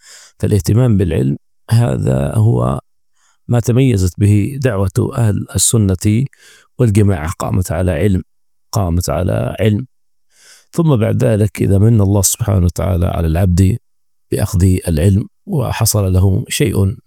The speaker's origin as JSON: {"language": "Arabic", "country": "Nigeria", "said": "فهذه كلمة مختصرة شارك فيها إخواني في بلادي نيجيريا"}